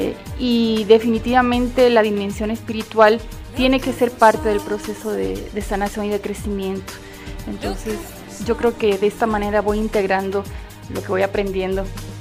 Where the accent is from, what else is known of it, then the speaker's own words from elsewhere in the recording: Puerto Rico; now in Mexico City, Mexico; Vengo de Puerto Rico, pero hace ya 22 años que vivo aquí en Ciudad de México.